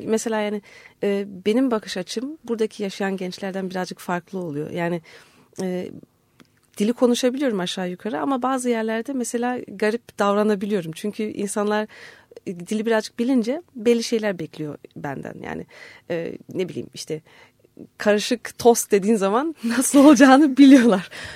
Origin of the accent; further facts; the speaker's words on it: Germany; Yani normalde şimdi ailem 73'te Almanya'ya gitti. Ondan sonra da işte ben de orada doğdum büyüdüm falan. Tatil için falan geliyorduk normalde.